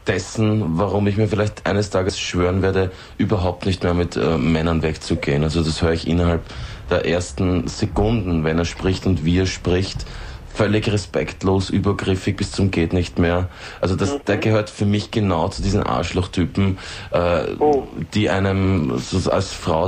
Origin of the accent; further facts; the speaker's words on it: Austria; dass das hier bei uns in Österreich